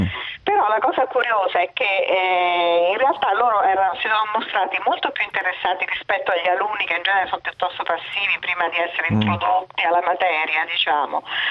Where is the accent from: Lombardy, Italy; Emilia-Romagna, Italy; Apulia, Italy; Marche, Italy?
Marche, Italy; Io sono marchigiana